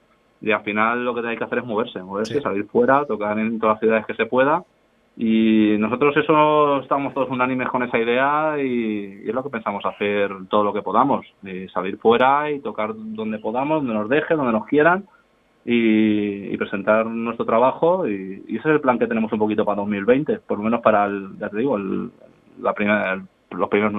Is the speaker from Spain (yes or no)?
yes; Madrid, Community of Madrid, Spain; Yo vengo de otra ciudad también muy grande, yo vengo de Madrid, de grupos de Madrid